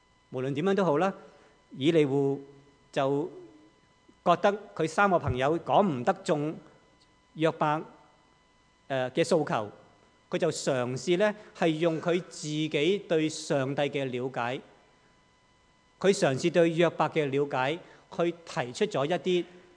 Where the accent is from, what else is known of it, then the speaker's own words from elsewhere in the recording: China; 但是好像我们中国人所说的、我们要悬崖勒马这样